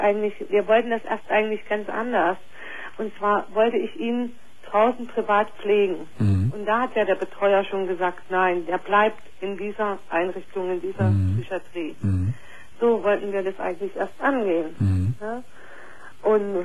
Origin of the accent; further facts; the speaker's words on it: East Germany, Germany; Ich komme aus dem Osten.